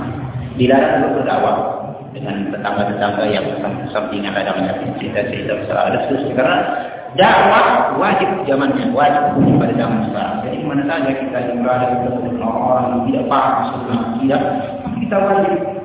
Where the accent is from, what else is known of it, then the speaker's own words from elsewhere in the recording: Medan, North Sumatra, Indonesia; born there; Lahir di Medan tahun 81.